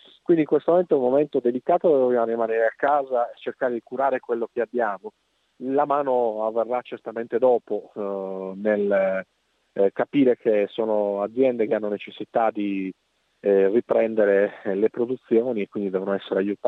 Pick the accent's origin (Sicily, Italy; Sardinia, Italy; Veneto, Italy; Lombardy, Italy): Sardinia, Italy; Cagliari; Io sono da Cagliari.